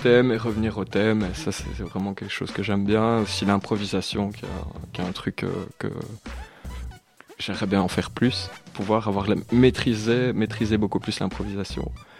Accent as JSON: {"language": "French", "town": "Namur", "region": "Wallonia", "country": "Belgium", "said": "Ouais, c'est ça, je suis de Namur et tous les gens sont Namur, viennent de Namur."}